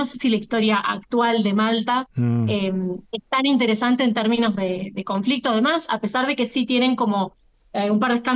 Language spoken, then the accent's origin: Spanish; San Juan, Argentina; para la escala que nosotros tenemos como argentinos y argentinas